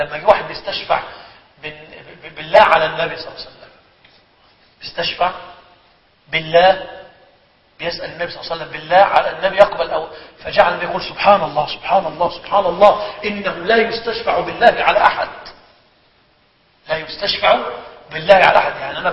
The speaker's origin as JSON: {"language": "Arabic", "country": "Egypt", "said": "يعني أبلغ الأيمان عندنا في مصر"}